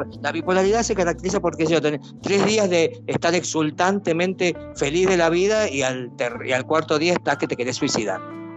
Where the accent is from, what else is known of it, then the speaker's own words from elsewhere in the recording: Argentina; yo también soy argentino, qué vergüenza esta gente, por favor.